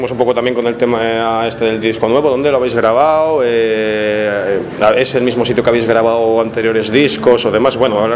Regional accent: León, Castile and León, Spain; Y soy de León

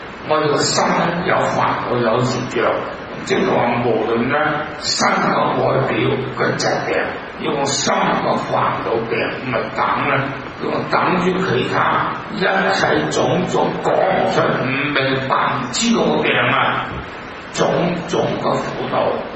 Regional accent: Hong Kong; 老香港的人都知道我都是香港人，我們經過日本人打香港那種的災難。

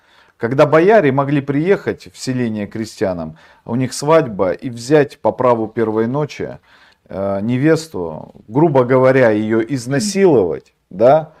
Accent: Norilsk, Krasnoyarsk Krai, Russia; Я же из Норильска, я знаю, что это такое.

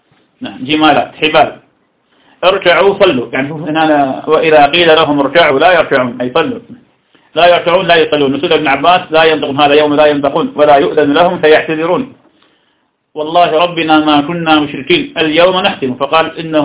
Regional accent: Ramadi, Al Anbar, Iraq; الذي عندنا في الرمادي

